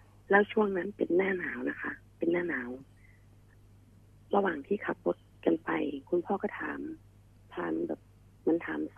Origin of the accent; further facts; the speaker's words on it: Ubon Ratchathani, Thailand; born there; บ้านเกิดอยู่ที่จังหวัดอุบลราชธานี